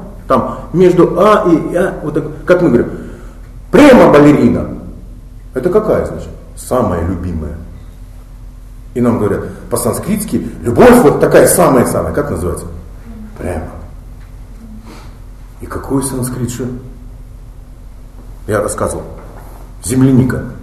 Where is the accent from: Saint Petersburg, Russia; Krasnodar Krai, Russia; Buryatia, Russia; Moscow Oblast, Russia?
Buryatia, Russia; А как же я бурят? Мухар Шибирь, Хара Шибирь. Я могу, я там жил, я...